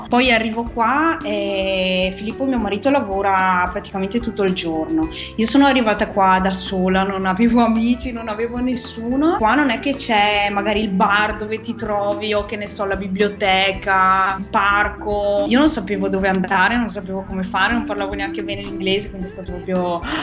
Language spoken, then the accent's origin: Italian; Padua, Veneto, Italy; Io sono di Padova.